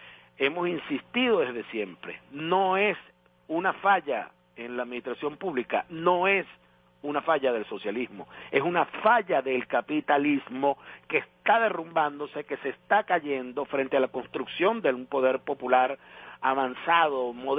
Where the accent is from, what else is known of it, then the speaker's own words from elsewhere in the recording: Venezuela; nos felicitamos como venezolanos